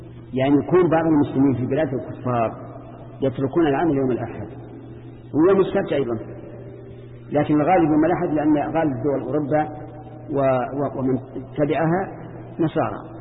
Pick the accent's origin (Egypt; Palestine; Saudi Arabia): Saudi Arabia; لكن في بلادنا السعودية